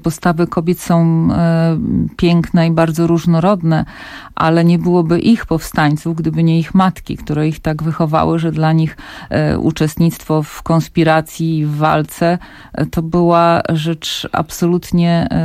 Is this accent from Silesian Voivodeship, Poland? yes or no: no; Warsaw, Masovian Voivodeship, Poland; dorastałam w takich latach, kiedy bohaterowie powstania, no to byli prawie święci dla nas. I mieszkałam na Żoliborzu